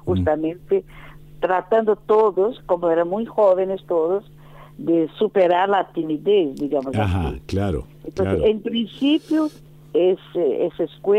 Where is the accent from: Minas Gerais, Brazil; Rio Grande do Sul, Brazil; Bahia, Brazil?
Bahia, Brazil; Salvador; Spanish is a second language; now in Rio de Janeiro, Brazil; yo me cambié, me vine de Salvador, Bahía, y me instalé en Río de Janeiro.